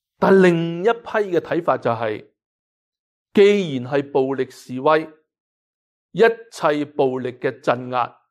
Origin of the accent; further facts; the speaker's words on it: Hong Kong; now in Canada; 更加就是香港是我们很多人生于斯长于斯的一个的地方，我们对香港那种的爱和关怀并没有因为移民而是轻易的改变了